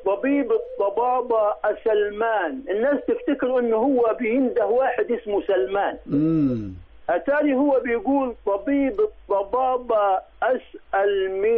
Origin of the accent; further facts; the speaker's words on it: Upper Egypt, Egypt; علشان كده احنا عندنا في الصعيد بيغطوا الطماطم والبطيخ